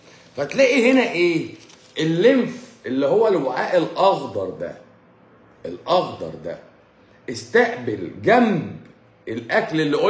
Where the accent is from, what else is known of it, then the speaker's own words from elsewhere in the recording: Egypt; now in Saudi Arabia; اروح القنصليه اقول لهم انا مصري وادي معايا البطاقه